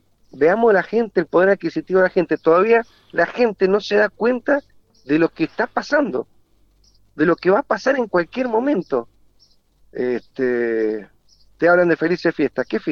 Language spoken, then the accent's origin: Spanish; Mendoza, Argentina; yo te voy a hablar como mendocino.